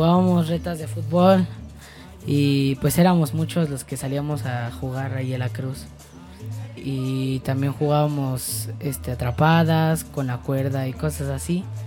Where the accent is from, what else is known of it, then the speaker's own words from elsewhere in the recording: San Antonio Culhuacán, Mexico City, Mexico; De aquí, de San Antonio Culhuacán.